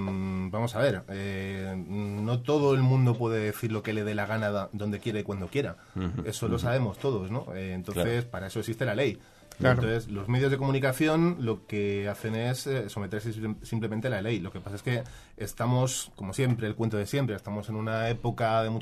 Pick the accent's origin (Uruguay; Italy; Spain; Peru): Spain; yo soy un ciudadano español